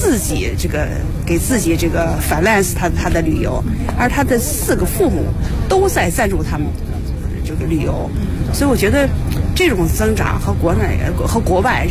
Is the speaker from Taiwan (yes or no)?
no; China; 因为我是个中国人